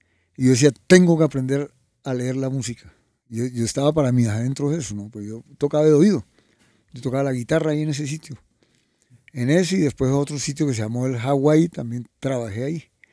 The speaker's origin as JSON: {"language": "Spanish", "town": "Ciénaga", "region": "Magdalena", "country": "Colombia", "tie": "born there", "said": "nací en Ciénaga Magdalena, de familia de entre barranquilleros y paisas y santandereanos, una mezcla."}